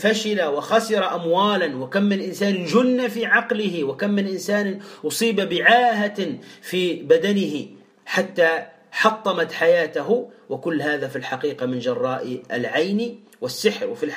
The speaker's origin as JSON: {"language": "Arabic", "country": "Tunisia", "said": "ماذا نقول عندنا في تونس؟"}